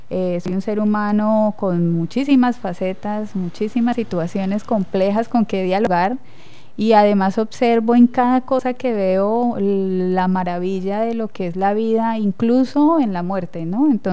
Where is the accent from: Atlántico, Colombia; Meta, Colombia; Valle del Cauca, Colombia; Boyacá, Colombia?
Meta, Colombia; Villavicencio; Bueno, soy de Villavicencio, de profesión abogada